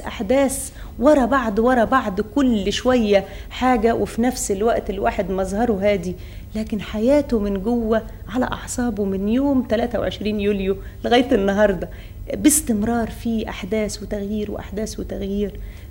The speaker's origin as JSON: {"language": "Arabic", "country": "Egypt", "said": "دي إحنا عندنا في مصر ما فيش أبداً تفرقة بين المرأة والرجل"}